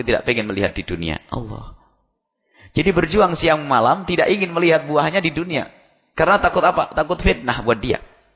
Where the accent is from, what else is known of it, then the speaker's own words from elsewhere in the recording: East Java, Indonesia; Orang Jawa Timur itu kalau punya anak dipanggil Gus, saya orang Jawa Timur.